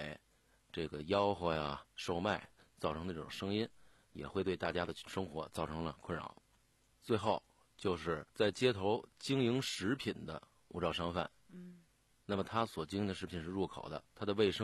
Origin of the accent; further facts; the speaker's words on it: Beijing, China; 夏天咱们北京人都喜欢吃烤串